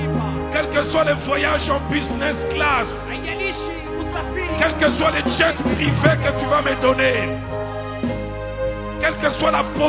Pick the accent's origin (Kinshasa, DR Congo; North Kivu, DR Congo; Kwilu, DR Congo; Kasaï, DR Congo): Kinshasa, DR Congo; C'est quand je vais chez moi à Kinshasa.